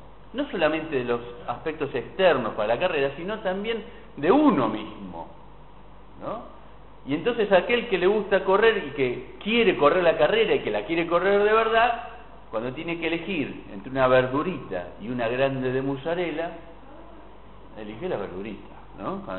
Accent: Argentina; Y tenemos un poco de como argentinos bastante esto de, ¿no?, las teorizaciones

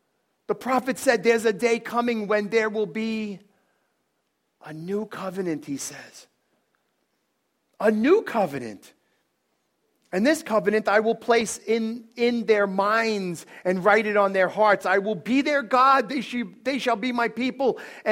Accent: Bronx, New York, United States; I'm not yelling, I'm talk like this. This is, I'm from the Bronx. I'm Italian.

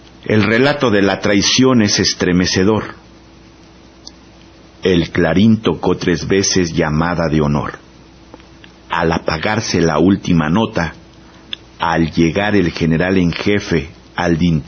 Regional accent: Mexico; nos hace reflexionar como mexicanos

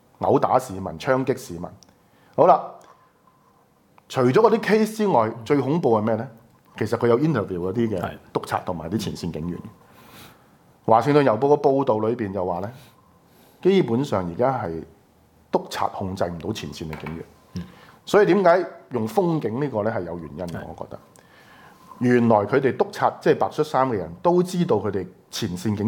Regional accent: Hong Kong; 這個 report 就是我們香港人自己

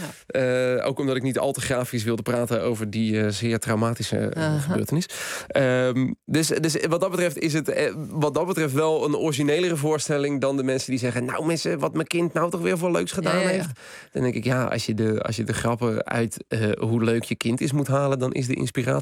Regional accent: Schipluiden, South Holland, Netherlands; moved away as an adult; naar de postcode van mijn dorp, Schipluiden, waar ik vandaan kom. Ik was 26 toen ik daar wegging.

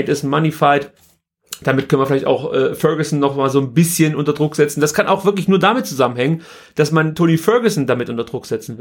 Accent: East Germany, Germany; ich bin ja in der DDR groß geworden.

